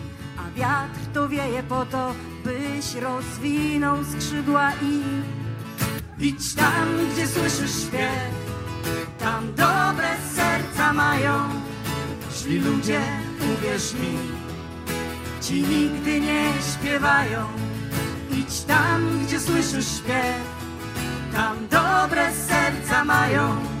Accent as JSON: {"language": "Polish", "town": "Wrocław", "region": "Lower Silesian Voivodeship", "country": "Poland", "said": "Przyjechaliśmy z Wrocławia, czyli bardzo blisko gór."}